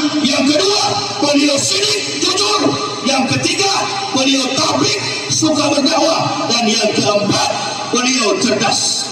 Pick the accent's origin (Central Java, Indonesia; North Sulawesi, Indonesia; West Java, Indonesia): North Sulawesi, Indonesia; Manado; kami orang Manado ini, saya dari suku Manado, Pak, Sulawesi Utara.